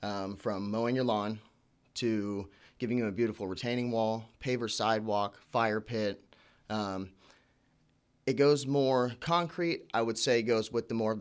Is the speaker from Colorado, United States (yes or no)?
no; Las Vegas, Nevada, United States; I'm originally from Las Vegas.